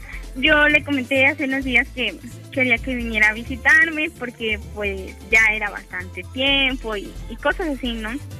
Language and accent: Spanish; Veracruz, Mexico; Soy jarocha de corazón.